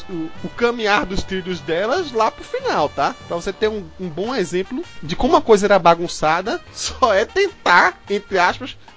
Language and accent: Portuguese; Recife, Pernambuco, Brazil; lá da minha terra natal, Recife, Pernambuco.